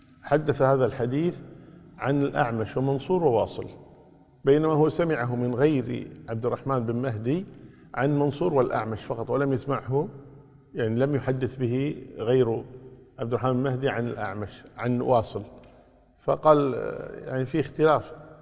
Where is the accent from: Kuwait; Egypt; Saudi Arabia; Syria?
Kuwait; يعني مثلا عندنا في الكويت يقولون يعني النساء أكثر من الرجال